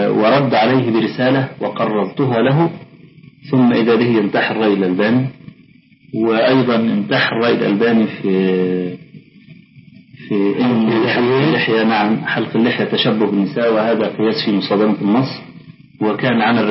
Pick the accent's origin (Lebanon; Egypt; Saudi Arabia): Egypt; طلعت حديثا عندنا في مصر